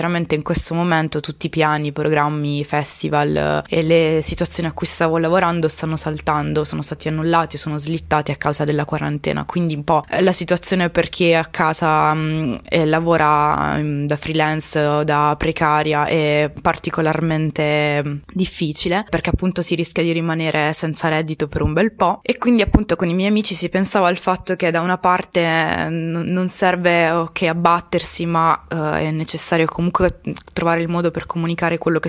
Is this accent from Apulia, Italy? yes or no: yes; Apulia, Italy; now in Bologna, Italy; ero in chat con i miei amici del mio paese d'origine, perché sono pugliese, anche se vivo a Bologna da 4 anni oramai.